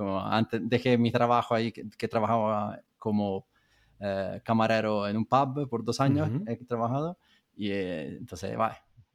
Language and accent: Spanish; Montemurlo, Tuscany, Italy; Spanish is a second language; moved away as an adult; also born or lived in London; soy italiano de una ciudad, bueno, pueblo cerca de Florencia que se llama Montemurlo. Y me fui de Italia en el 2010 más o menos, y ahí me fui en Londres